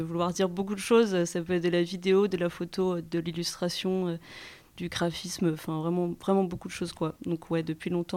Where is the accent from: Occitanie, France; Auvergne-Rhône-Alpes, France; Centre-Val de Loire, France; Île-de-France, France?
Île-de-France, France; Paris; c'est parce que je viens de Paris à la base